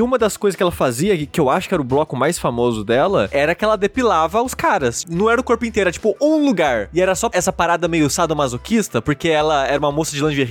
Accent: Queluz, São Paulo, Brazil; na minha cidade natal, Queluz, interior de São Paulo, a maior festa do ano que tem lá é a festa de São João

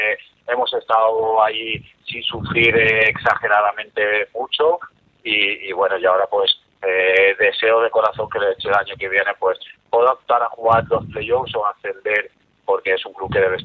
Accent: Elche, Valencian Community, Spain; para mí es una pena no poder seguir en ese club, porque es un club de mi tierra

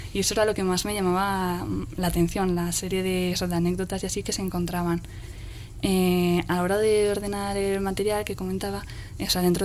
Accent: Pamplona, Navarre, Spain; Yo como soy de Iruña y es de ahí donde tengo los contactos, es de ahí donde hemos empezado a sacar material.

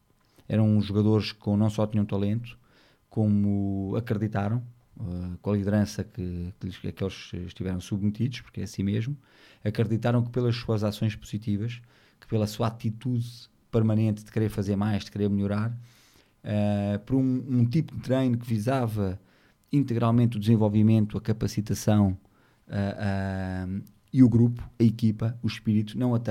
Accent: Portugal; Eu, enquanto português

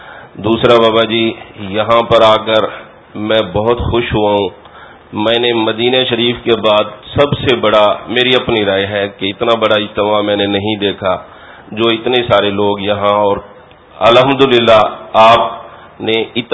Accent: Dera Ghazi Khan, Punjab, Pakistan; میں پنجاب سے آیا ہوں, ڈیرہ غازی خان شہر سے … میں ٹرانسپورٹر ہوں.

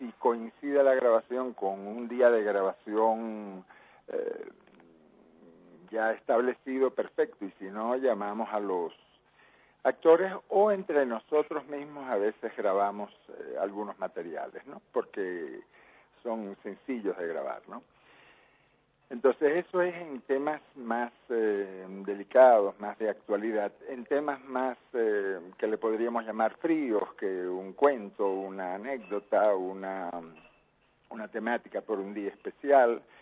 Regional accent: Cuba; born there; also born or lived in Spain / Dominican Republic / Venezuela / Nicaragua; Yo nací en Cuba, Palmiro, pero bueno, me tocó vivir en España, en República Dominicana, en Venezuela, en Nicaragua, en Perú, etcétera

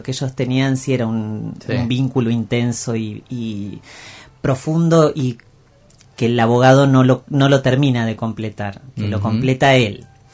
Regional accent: Mina Clavero, Córdoba, Argentina; en mi pueblo, en Mina Clavero, sí, en toda la zona de Tras la Sierra

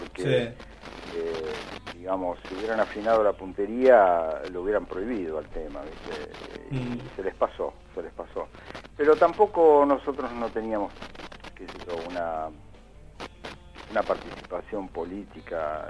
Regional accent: Buenos Aires, Argentina; nosotros, como argentinos y como porteños, ligamos ese instrumento a la música de tango

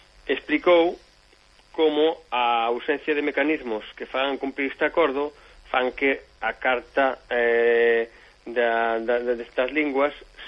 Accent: Galicia, Spain; Como vou galego e defensor da nosa lingua

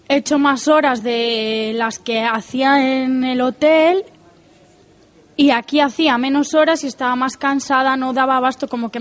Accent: Valladolid, Castile and León, Spain; now in Canary Islands, Spain; Pues yo vengo de Valladolid, que también hay bastante gente de fuera.

